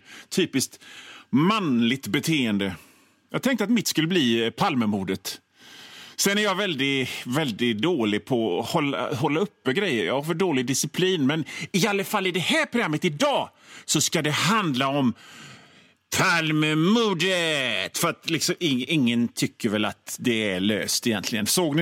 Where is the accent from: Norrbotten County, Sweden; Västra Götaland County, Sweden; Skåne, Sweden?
Västra Götaland County, Sweden; men jag kommer ifrån Bohuslän och då trycker vi ihop såna grejer